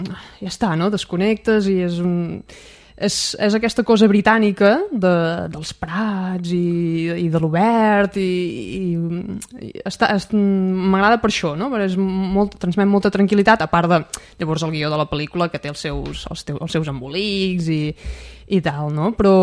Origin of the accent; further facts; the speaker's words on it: Banyoles, Catalonia, Spain; Vaig anar a l'escola a Banyoles, vaig anar a l'institut a Banyoles